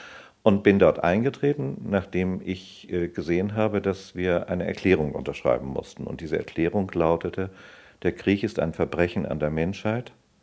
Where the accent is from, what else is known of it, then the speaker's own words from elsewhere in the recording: Hamburg, Germany; Ich bin Ende Mai 1932 geboren. Ich bin in Hamburg aufgewachsen.